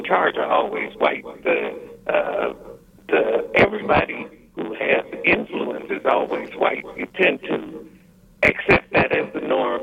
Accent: Chicago, Illinois, United States; accent: Chicago drag; now in Las Vegas, United States; I'm in Vegas. I'm from Chicago.

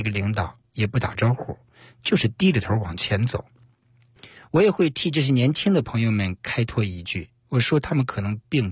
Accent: China; 其实类似的事儿呢，我们中国人的传统的问候语相对来说比较简单

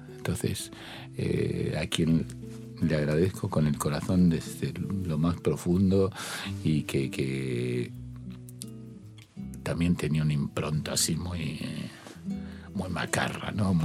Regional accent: Rosario, Santa Fe, Argentina; born there; Nací en Refinería.

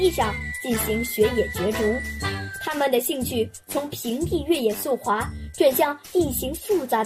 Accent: Harbin, Heilongjiang, China; 大家好，我是来自哈尔滨的小记者。

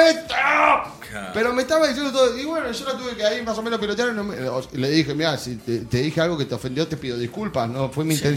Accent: Buenos Aires, Argentina; soy de Mataderos y soy hincha de Chicago.

